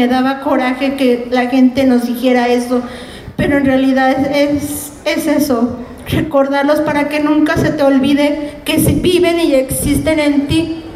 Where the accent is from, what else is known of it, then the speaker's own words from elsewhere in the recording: Huamantla, Tlaxcala, Mexico; somos originarios de Huamantla, Tlaxcala